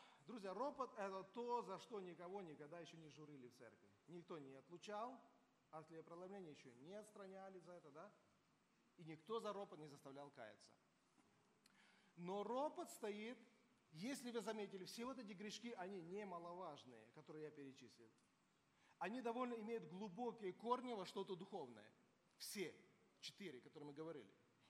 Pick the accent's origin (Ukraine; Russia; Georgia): Georgia; Я вырос в Грузии, поймите, там колдовство было на каждом шагу.